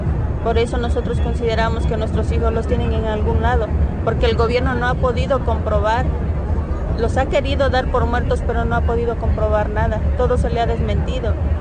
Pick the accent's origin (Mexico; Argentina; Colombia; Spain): Mexico; Nosotros ya no estamos dispuestos a continuar con esto como mexicanos